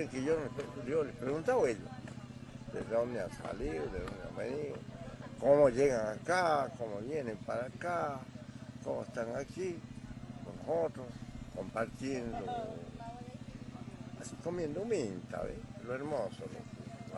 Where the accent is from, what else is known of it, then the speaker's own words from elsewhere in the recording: Jujuy, Argentina; soy buen jujeño, tengo hijos, nietos, bisnietos, buenos jujeños. Por eso me siento orgulloso que soy jujeño y no salgo para ningún lado. Me vivo acá, me vivo en esta zona hermosa.